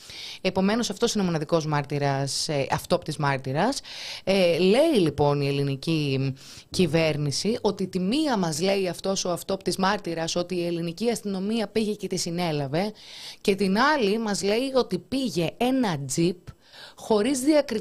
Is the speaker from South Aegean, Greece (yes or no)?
no; Thessaloniki, Central Macedonia, Greece; Είμαι από Θεσσαλονίκη.